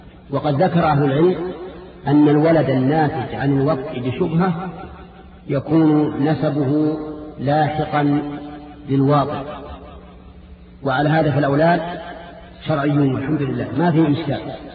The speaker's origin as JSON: {"language": "Arabic", "region": "Najd", "country": "Saudi Arabia", "said": "عندنا في نجد يقول فلان الفلان"}